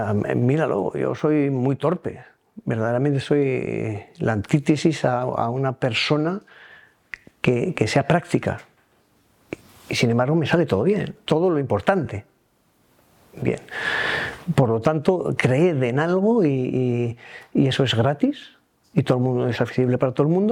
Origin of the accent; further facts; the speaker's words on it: Asturias, Spain; veía lo verde propio de mi tierra, que contrasta mucho con el de la zona anterior